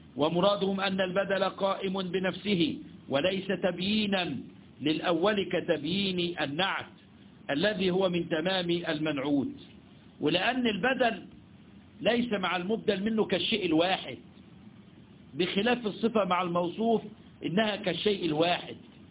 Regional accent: Egypt; احنا عندنا في مصر يقول لك في ادويه بديله

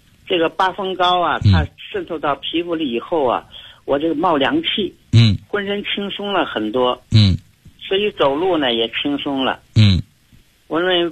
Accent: Tianjin, China; 我是天津的。我呀刚从外地返回天津。

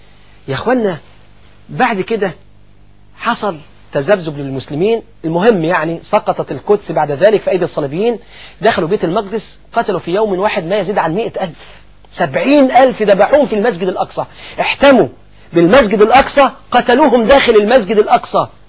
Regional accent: Egypt; محافظة الشرقية حاليا عندنا في مصر

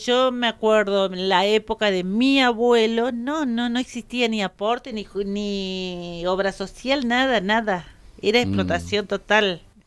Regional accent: Curuzú Cuatiá, Corrientes, Argentina; also born or lived in Buenos Aires; Yo soy de Curuzú, Cuatía de Corrientes. Viví 30 y algo de años en Buenos Aires, pero mi tonadita no se va a ir.

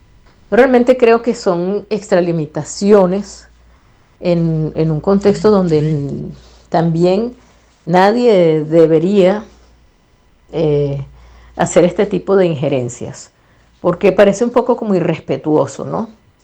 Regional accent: Venezuela; nosotros como venezolanos y venezolanas aspiramos a eso

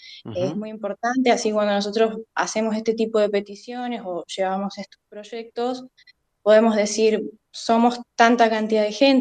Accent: Santa Rosa, La Pampa, Argentina; now in Buenos Aires, Argentina; Sí, yo soy pampeana, soy de Santa Rosa. Sin embargo, para poder formarme y ejercer mi profesión, tuve que irme a Buenos Aires

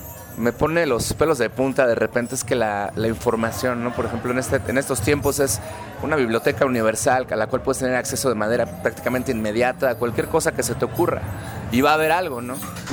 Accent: Mexico; yo voy a hablar personalmente de pues, mi tierra, ¿no? De México y de Latinoamérica, de este continente.

